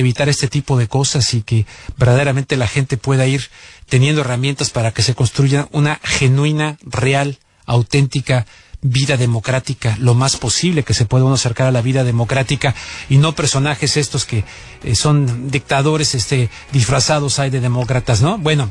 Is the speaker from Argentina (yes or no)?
no; Mexico; Y la verdad sí, estoy preocupado como mexicano.